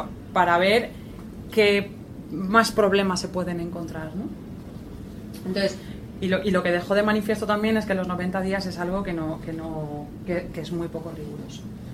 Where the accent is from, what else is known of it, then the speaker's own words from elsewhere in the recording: Valencia, Valencian Community, Spain; Yo soy de Valencia